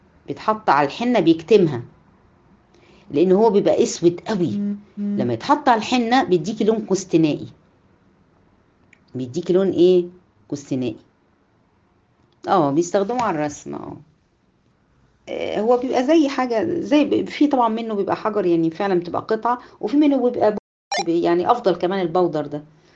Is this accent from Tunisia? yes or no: no; Egypt; ولكن هنا عندنا في مصر